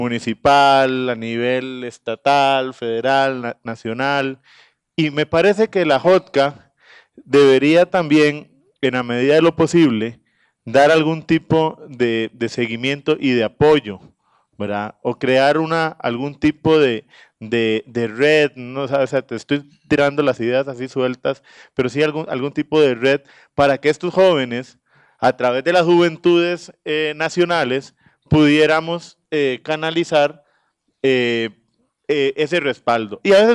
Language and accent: Spanish; Puntarenas, Costa Rica; born there; encabecé papeleta en la provincia de Punta Arenas, de donde soy natal